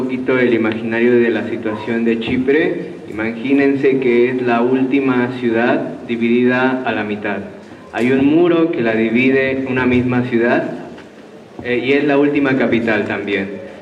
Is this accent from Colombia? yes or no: no; Mexico; ni soy de allá, pero viví un tiempo ahí y como mexicano